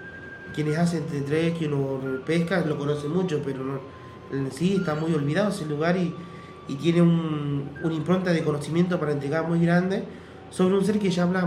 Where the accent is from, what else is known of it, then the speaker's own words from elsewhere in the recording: Argentina; como argentinos hay que empezar también a reconstruir nuestra identidad